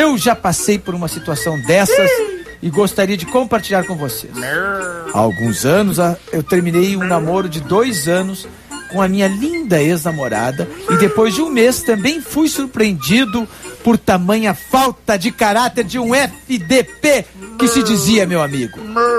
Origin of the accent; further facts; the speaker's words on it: Itajaí, Santa Catarina, Brazil; sou de Itajaí.